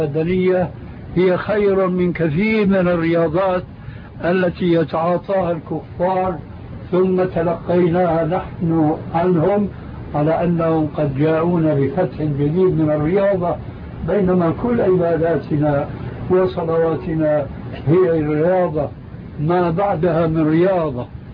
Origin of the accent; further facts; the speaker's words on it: Syria; يقولون: عندنا في سوريا كالحردون في حيوان البرية.